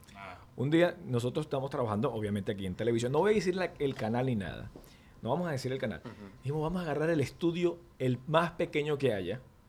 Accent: Venezuela; yo soy venezolano

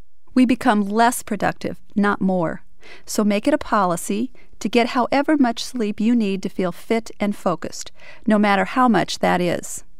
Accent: United States; I was doing what I got rewarded for as an American.

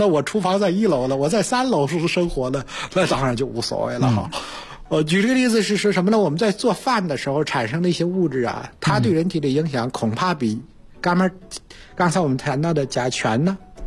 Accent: China; 我们中国人煎炒烹炸咕嘟炖哈

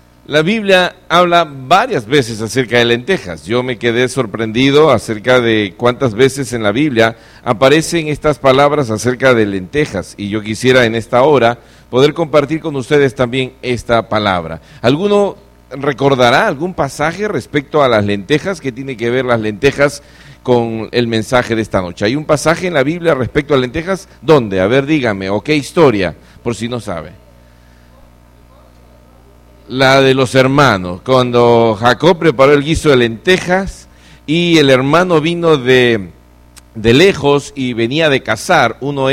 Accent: Lima, Peru; also born or lived in Argentina; Yo nací allá también. Así que soy de Lima, del RIMAC.

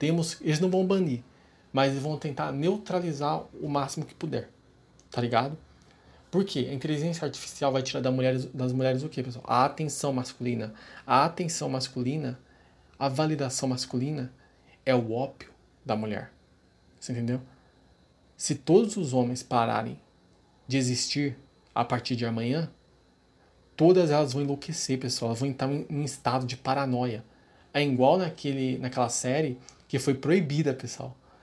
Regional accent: São Paulo, Brazil; Eu sou de São Paulo, pessoal.

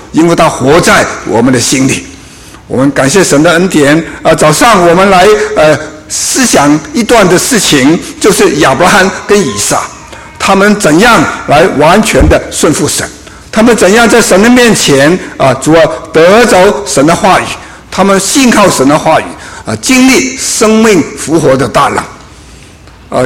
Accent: Guangdong, China; 我们广东人呢、啊，就会有一句话说

